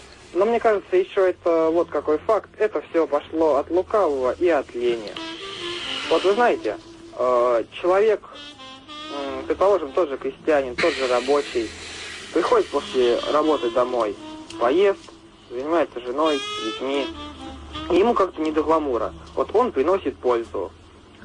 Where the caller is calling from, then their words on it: Voronezh, Voronezh Oblast, Russia; Я звоню вам из Воронежа.